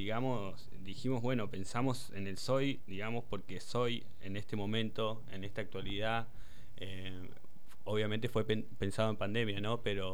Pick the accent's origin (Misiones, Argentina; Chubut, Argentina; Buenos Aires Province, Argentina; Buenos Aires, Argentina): Chubut, Argentina; El Hoyo; Yo nacido y criado acá en El Hoyo.